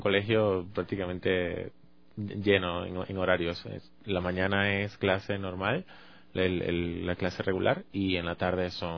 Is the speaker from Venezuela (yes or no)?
yes; Venezuela; moved away; vengo de Venezuela, tengo aproximadamente unos 6 años ya acá en el país